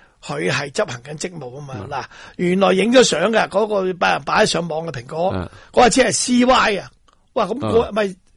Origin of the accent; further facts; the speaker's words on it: Hong Kong; 我系香港人